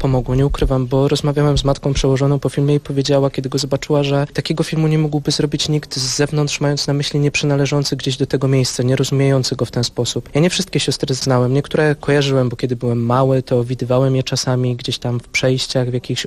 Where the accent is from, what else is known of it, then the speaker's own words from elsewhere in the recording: Staniątki, Lesser Poland, Poland; Staniątki. To jest mała wieś pod Krakowem, 20 kilka kilometrów. Tam się wychowałem, też wokół klasztoru.